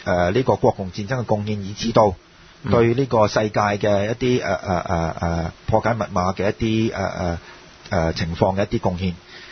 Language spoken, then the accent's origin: Cantonese; China; 咁但係作為中國人咧，其實我哋要問一個問題